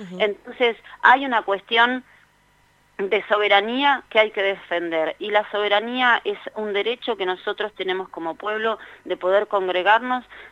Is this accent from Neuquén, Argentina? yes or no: yes; Neuquén, Argentina; nosotros somos la provincia de Neuquén